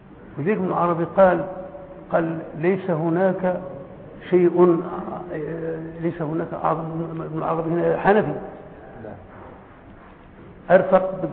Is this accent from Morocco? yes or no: yes; Morocco; وعندنا في المغرب ما عندناش الجاموس